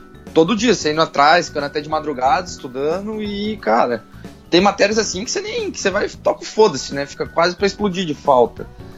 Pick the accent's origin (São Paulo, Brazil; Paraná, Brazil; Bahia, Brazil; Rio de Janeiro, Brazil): Paraná, Brazil; Eu sou do Paraná.